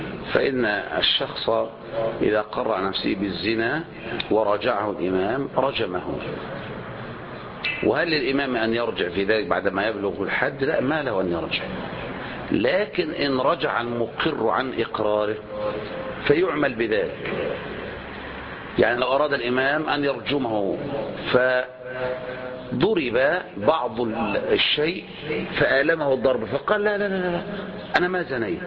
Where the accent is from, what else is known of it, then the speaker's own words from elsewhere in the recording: Egypt; مثل ما تقول ما نقول نحن هنا عندنا في مصر